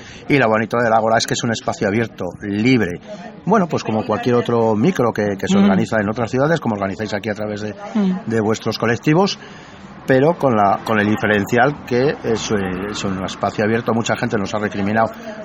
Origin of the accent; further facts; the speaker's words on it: León, Castile and León, Spain; vengo desde León a disfrutar de este tercer encuentro de poetas